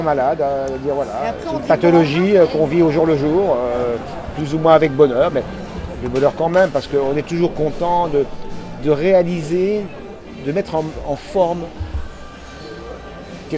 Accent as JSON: {"language": "French", "country": "France", "said": "moi, je suis français 100%"}